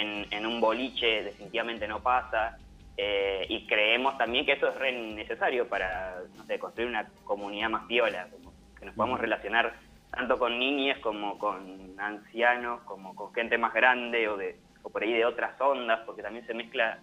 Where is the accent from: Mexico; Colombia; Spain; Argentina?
Argentina; General Pico, La Pampa; Y en Santa Rosa, que sí, somos de Pico.